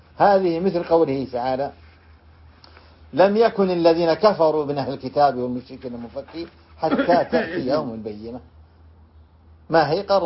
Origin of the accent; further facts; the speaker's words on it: Riyadh, Riyadh Province, Saudi Arabia; لذلك عندنا في الرياض في نجد يقولون عطبة